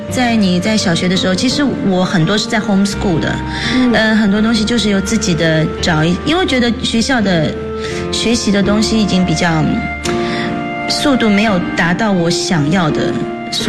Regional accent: United Kingdom; 我的母亲呢是日本的，但是我的父亲是上海人。我从小就在这边长大了。

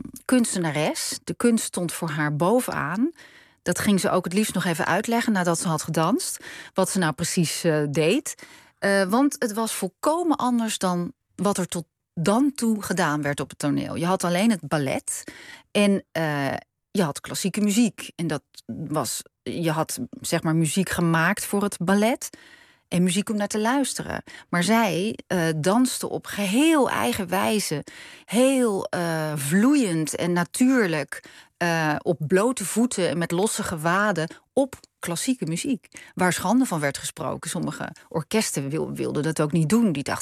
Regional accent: Noordwijk, South Holland, Netherlands; also born or lived in Leiden; En toen liep ik met mijn moeder door mijn geboortedorp. Ik ben in Leiden geboren in het ziekenhuis, maar geboren getogen, zeg maar, in Noordwijk.

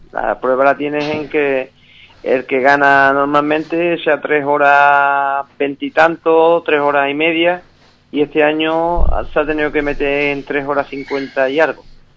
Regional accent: Andalusia, Spain; Nos resta como andaluz, pero, o sea, yo he quedado sexto de Andalucía

